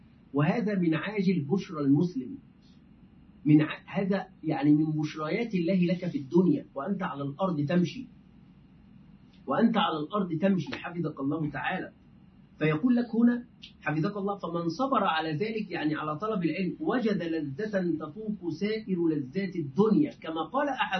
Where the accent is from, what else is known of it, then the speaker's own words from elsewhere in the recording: Egypt; دائما نحن كمصريين نقول ده بدل هذا، في العامية نقول ده